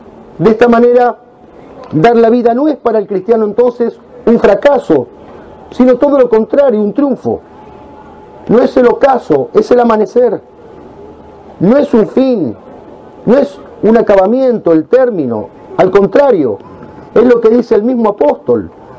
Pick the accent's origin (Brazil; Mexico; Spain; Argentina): Argentina; como argentinos e hispanoamericanos, nos sentimos orgullosos